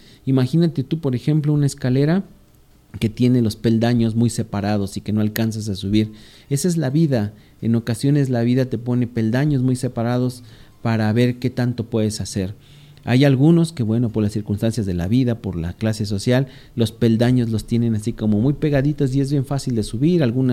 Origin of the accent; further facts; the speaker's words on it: Valle de Chalco, State of Mexico, Mexico; Saludos para allá, para, bueno, pues sí, justamente Valle de Chalco, de donde yo vengo.